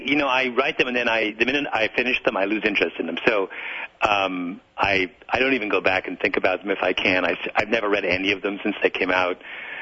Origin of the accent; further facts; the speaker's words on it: Canada; I'll say what I always say, which is I'm Canadian